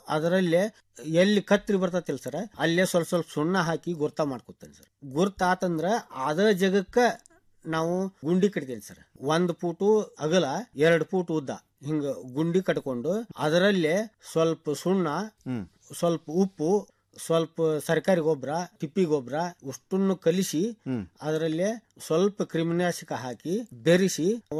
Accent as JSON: {"language": "Kannada", "town": "Aralikatti", "region": "Karnataka", "country": "India", "said": "ನಾನು ಹುಬ್ಳಿ ತಾಲೂಕು ಅರಳಿಕಟ್ಟಿಯಿಂದ ಬಂದಿದ್ದೇನೆ."}